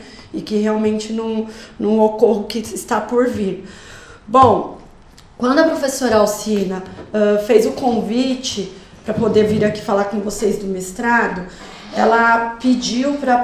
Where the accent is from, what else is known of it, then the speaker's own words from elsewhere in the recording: Brazil; nós que somos brasileiros, né? Alguns alunos aqui, né? A professora Rosana também, né?